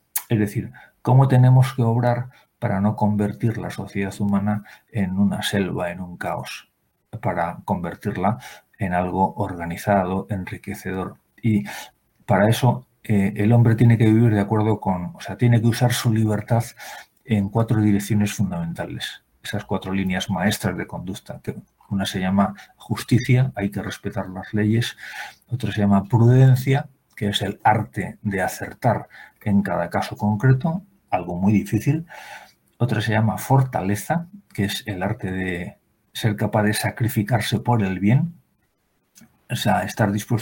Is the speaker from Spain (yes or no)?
yes; Spain; Y esto lo digo siendo español